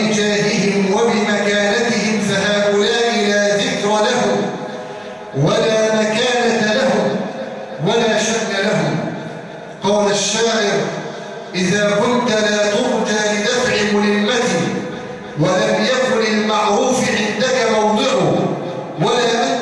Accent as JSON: {"language": "Arabic", "country": "Egypt", "said": "واجعل بلادنا مصر آمنة مطمئنة سخاء رخاء"}